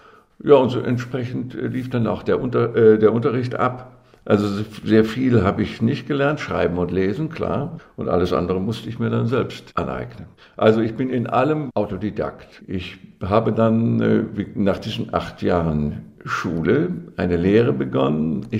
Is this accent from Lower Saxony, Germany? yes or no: no; North Rhine-Westphalia, Germany; now in Kassel, Germany; Ich bin gebürtiger Ostwestfale aus der Bielefelder Gegend, vom Lande. Ich entstamme dem Landproletariat.